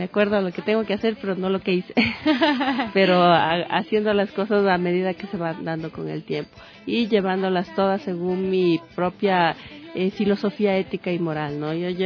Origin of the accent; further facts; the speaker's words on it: Ambato, Tungurahua, Ecuador; Ahorita en comunidades de Tungurahua, como te decía, también soy de Ambato